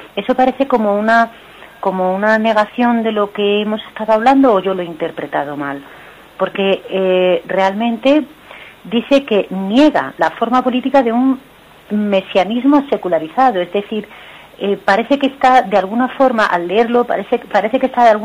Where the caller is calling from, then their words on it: Madrid, Community of Madrid, Spain; de Madrid.